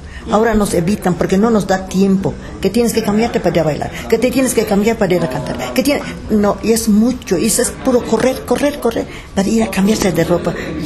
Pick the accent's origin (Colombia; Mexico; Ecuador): Mexico; Itbalche, Campeche; yo soy de pueblo, soy de Itbalche, Campeche.